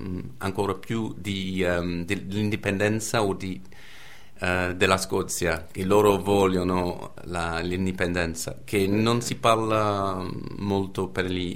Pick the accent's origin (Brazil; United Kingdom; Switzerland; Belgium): United Kingdom; England; No, direi sono britannico alla fine, credo. Ma no, è vero, è un alla fine ho due identità. Alla fine sono più inglese che britannico, certamente.